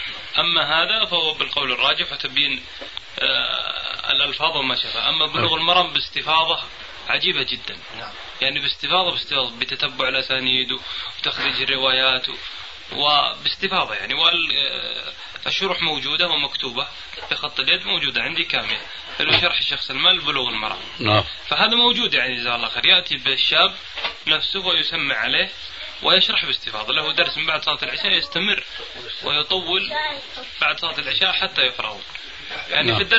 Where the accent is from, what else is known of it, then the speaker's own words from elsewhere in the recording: Buraydah, Al-Qassim, Saudi Arabia; أنا حضرت مجموعة من الأخوان في القصيم عندنا في بريدة